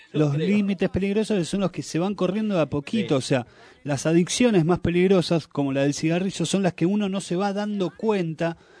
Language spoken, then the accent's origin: Spanish; Argentina; Somos argentinos que nos levantamos y como todas las mañanas le damos inicio a este programa